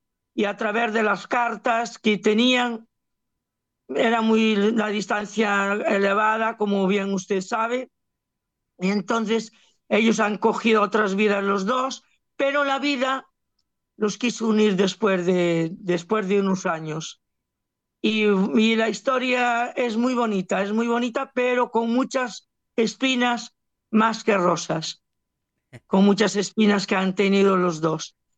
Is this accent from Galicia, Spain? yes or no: yes; Galicia, Spain; now in Barcelona, Spain; Yo realmente vivo en Barcelona, pero mi mente siempre está en Galicia, en mi tierra.